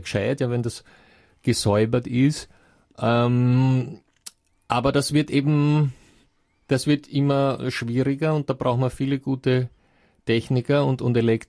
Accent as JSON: {"language": "German", "country": "Russia", "said": "Das ist so ein Trick, ja, wobei jetzt bringen Sie ein Beispiel, das bei uns in Russland natürlich nicht allzu hoch im Kurs steht"}